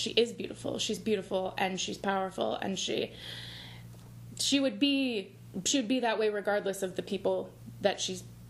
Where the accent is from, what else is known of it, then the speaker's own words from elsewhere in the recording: Granite City, Illinois, United States; now in New Jersey, United States; I'm originally from Granite City, Illinois, which is outside of St. Louis. And now I live in New Jersey with my husband and our dog.